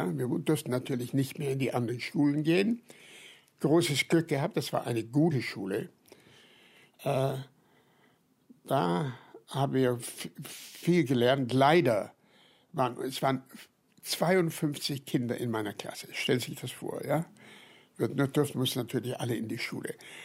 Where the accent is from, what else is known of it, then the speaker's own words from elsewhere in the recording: Nuremberg, Bavaria, Germany; Geboren worden in Nürnberg, in einer Vorstadt. Und später sind wir umgezogen in die Fürtherstraße.